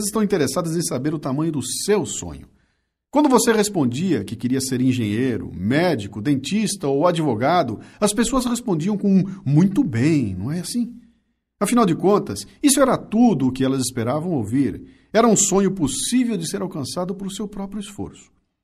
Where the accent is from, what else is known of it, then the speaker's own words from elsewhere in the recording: Bauru, São Paulo, Brazil; born there; now in São Paulo, Brazil; como é bom ser caipira. Eu nasci em Bauru e vim para Capitar com 19 anos para estudar.